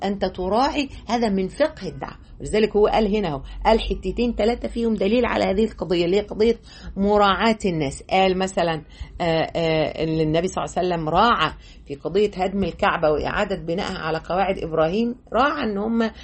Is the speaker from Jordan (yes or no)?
no; Egypt; فأنا كمصرية عادي يعني هناك بقى كنا أول مرة نقابل إنك أنت، إحنا في مصر هنا